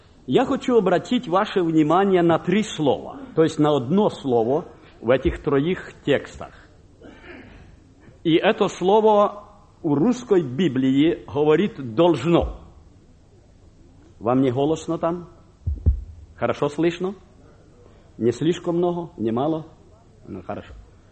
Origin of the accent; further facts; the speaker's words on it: Kharkiv, Kharkiv Oblast, Ukraine; born there; я родился в Харькове, пережил 33-й голод